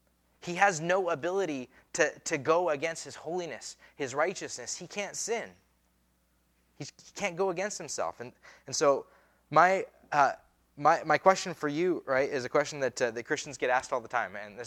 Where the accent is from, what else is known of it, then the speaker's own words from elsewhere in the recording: Pocatello, Idaho, United States; born there; I was born in Idaho. I was born in Pocatello, Idaho, right? I am a citizen of the United States by birth.